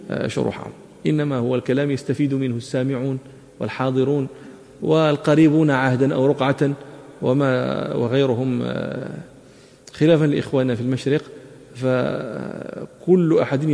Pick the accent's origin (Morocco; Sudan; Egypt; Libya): Morocco; وكان عندنا في المغرب